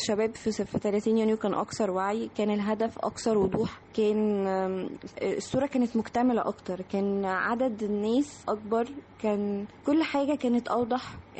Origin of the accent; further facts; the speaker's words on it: Egypt; ونفخر بنفسنا كمصريين.